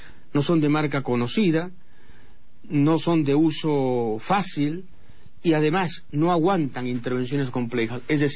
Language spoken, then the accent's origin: Spanish; Peru; la pregunta es, ¿qué somos los peruanos? Compradores de desechos chinos.